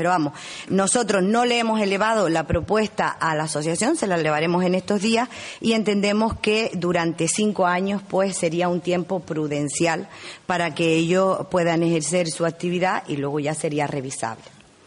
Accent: Uga, Canary Islands, Spain; porque yo en este caso soy del pueblo de Uga y me he criado entre camellos

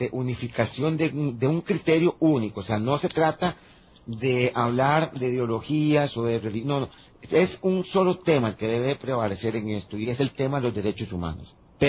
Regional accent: Costa Rica; yo digo ahora que soy un ciudadano costarricense con doble nacionalidad, también soy saharaui

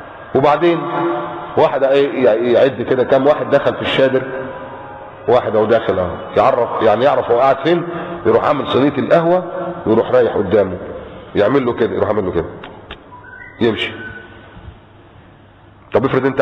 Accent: Egypt; now in Qatar

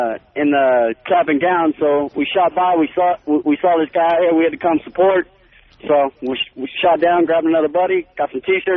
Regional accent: San Francisco, California, United States; born and raised in San Francisco.

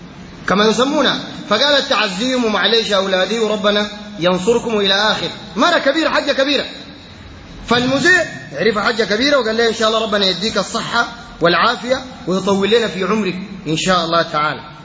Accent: Sudan; لأنه خيبتنا كسودانيين إن النسواننا بيجي يخشوا الاستاد

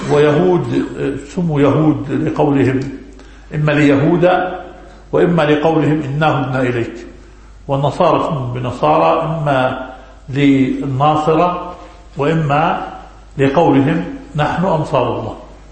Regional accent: Jerusalem, Palestine; ثم أهل فلسطين وأنا منهم، وأنا مقدسي

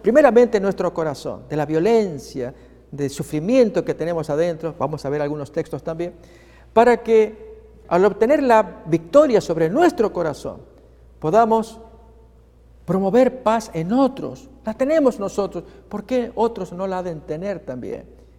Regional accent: Argentina; Años atrás, en mi país, Argentina, me tocó acompañar en una campaña evangelística.

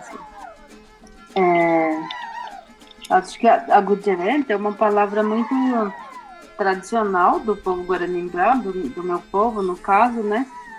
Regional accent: São Paulo, Brazil; born there; Faço parte da equipe de liderança que se iniciou na Tenodé-Porã, onde eu nasci

